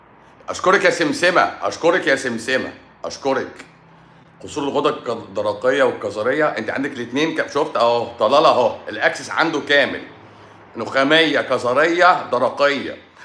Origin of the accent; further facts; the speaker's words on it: Egypt; لا ما انا مصري برضو، بس انا في مصر، انا مصري وطني بقى. انا مصري بحب تراب مصر.